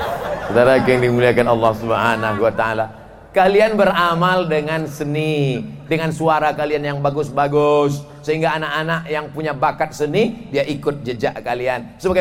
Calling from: Banjarbaru, South Kalimantan, Indonesia; Kami dari Banjarbaru, Ustaz.

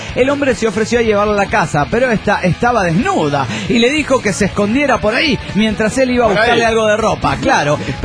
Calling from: General Belgrano, Buenos Aires Province, Argentina; de General Belgrano, Argentina.

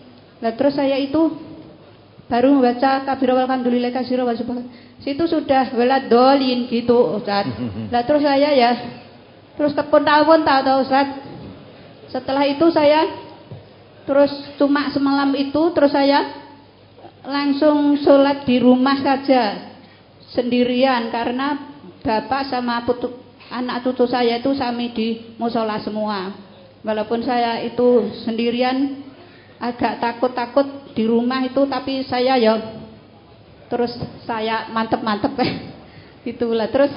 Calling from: Ambarawa, Central Java, Indonesia; dari Ambarawa, Semarang, Baran Gembiang.

